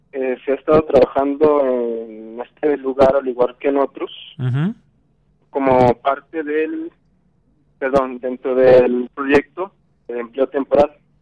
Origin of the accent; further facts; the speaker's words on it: Valparaíso, Zacatecas, Mexico; Bueno, yo soy de Valparaíso, Zacatecas.